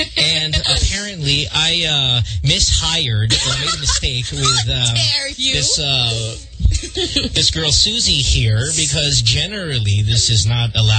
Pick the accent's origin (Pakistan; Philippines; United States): Philippines; Central Luzon; Yeah, I grew up in Bulacan.